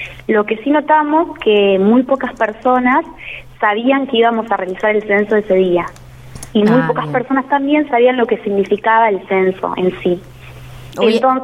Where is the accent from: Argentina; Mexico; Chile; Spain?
Argentina; Yo no soy de acá de La Ahumada, soy de Altachiri. Entonces es un paisaje, un lugar completamente diferente al que yo estoy acostumbrada.